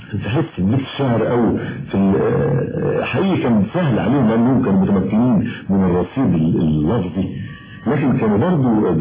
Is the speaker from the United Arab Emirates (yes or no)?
no; Egypt; احنا الثلاثة كمصريين وعايشين في مجتمع مصري